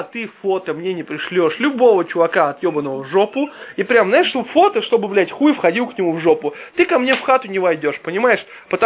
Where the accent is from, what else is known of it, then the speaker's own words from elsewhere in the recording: Zaprudnya, Moscow Oblast, Russia; В Запрудне, конечно, мы коренные все.